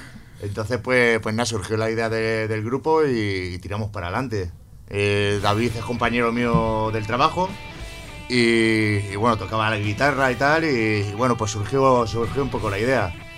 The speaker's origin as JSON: {"language": "Spanish", "town": "Alcorcón", "region": "Community of Madrid", "country": "Spain", "said": "Y yo de Alcorcón."}